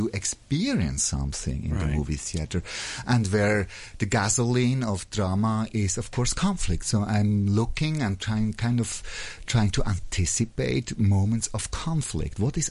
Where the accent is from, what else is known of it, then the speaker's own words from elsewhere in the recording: Switzerland; Yeah, and I'm coming from Switzerland.